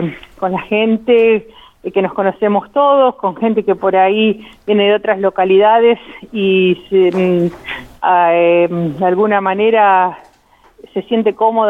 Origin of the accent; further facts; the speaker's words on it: Arata, La Pampa, Argentina; yo nací acá en Arata, fui alumna del colegio que organiza la fiesta